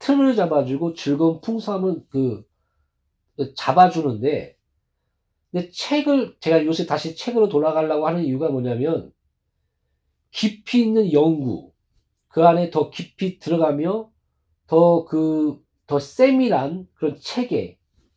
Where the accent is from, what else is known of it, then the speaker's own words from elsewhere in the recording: South Korea; 그래서 저는 뭐 우리 한국 사람은 1년인가요? 아, 한 달에 한 권도 읽지 않는다.